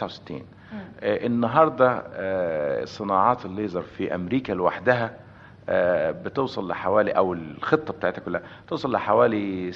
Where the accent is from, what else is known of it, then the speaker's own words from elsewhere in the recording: Desouq, Beheira, Egypt; moved away as an adult; also born or lived in Damanhur / Alexandria; now in United States; أنا الحقيقة اتولدت في دمنهور، … كبيرة موجودة في دمنهور، بس أنا خلصت الثانوية ووالدي ووالدتي وإخواتي عايشين في دسوق، وبعدين بعد كده طلعت على اسكندرية، رحت جامعة اسكندرية، وبعدين من هناك على أمريكا.